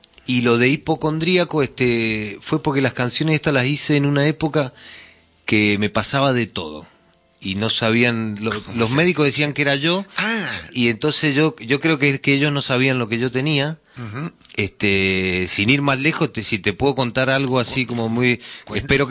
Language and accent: Spanish; Mendoza, Argentina; also born or lived in San Juan; yo nací en San Juan, espero que no lo escuche ningún mendocino esto, porque no vuelvo nunca más, pero a los 3 años me llevaron a Mendoza y digamos que toda mi infancia fue ahí, digamos, en Mendoza.